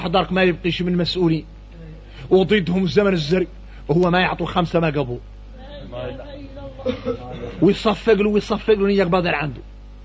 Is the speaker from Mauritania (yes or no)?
yes; Mauritania; احنا موريتاني نعرفوا شكل من النفاق